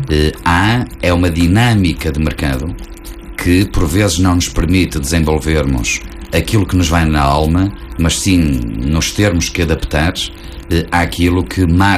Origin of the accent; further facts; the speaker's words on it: Portugal; Eu vivo em Gaia e, como eu costumo dizer, vivo em Gaia, sou português, europeu e do mundo.